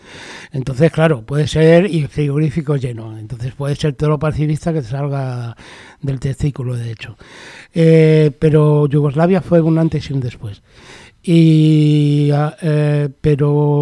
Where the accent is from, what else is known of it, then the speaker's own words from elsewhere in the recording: Spain; born there; Yo nací en España, pues me quedo español